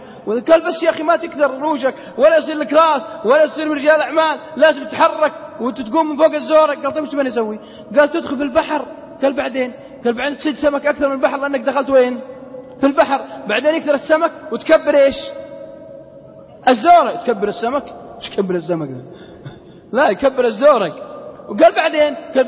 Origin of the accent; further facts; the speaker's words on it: Al-Qassim, Saudi Arabia; accent: Qassimi; على لهجتنا القصيم ما أدري عاد إيش يقولون عندكم في جدة